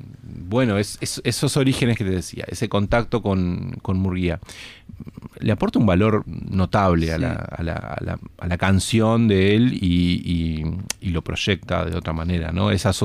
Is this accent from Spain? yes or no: no; Salto, Uruguay; Yo que soy salteño siempre tengo que siempre tengo que nombrar a algún salteño.